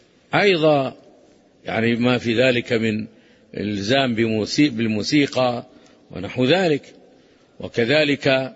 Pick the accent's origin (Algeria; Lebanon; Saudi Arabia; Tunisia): Saudi Arabia; لا يفرقون بين بلادنا المملكة العربية السعودية التي تقيم شرع الله وبين غيرها